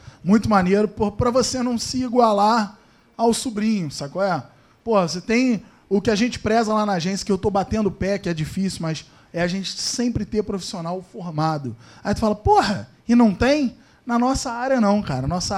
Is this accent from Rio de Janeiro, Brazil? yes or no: yes; Teresópolis, Rio de Janeiro, Brazil; eu sou de Teresópolis, a galera daqui, sempre veio muita gente.